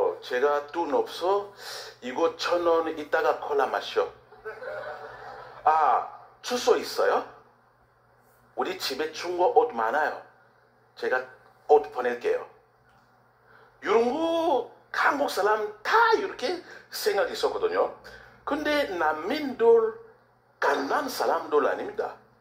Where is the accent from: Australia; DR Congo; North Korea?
DR Congo; Korean is a second language; now in South Korea; 우리는 소개하면, 아, 제가 콩고에서 왔어요. 뭐? 홍콩? 아니요, 콩고. 몽고? 아니, 콩고. 아메리카? 아니, 아프리카.